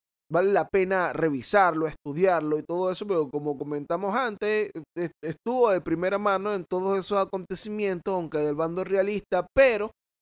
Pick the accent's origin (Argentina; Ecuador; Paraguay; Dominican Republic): Dominican Republic; como decimos allá en mi país, vale, en la hermosa República Dominicana.